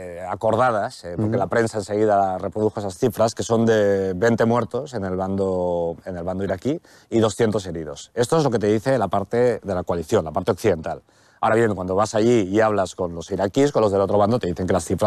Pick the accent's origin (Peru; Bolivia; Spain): Spain; Aquí es el conflicto que tienes como español, en este caso, ¿no?